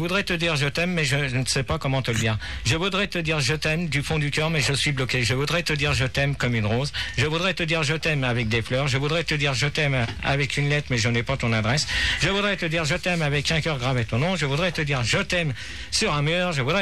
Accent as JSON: {"language": "French", "town": "Paris", "region": "Île-de-France", "country": "France", "said": "non, je suis parisien."}